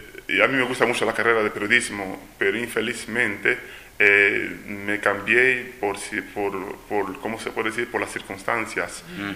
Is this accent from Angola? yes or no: yes; Angola; first language Portuguese; Spanish is a second language; Yo no soy de habla española, yo soy de habla portuguesa, soy de Angola. Pero bueno, como he estudiado en Cuba, en la Universidad de La Habana, estudié periodismo hace ya unos 23 años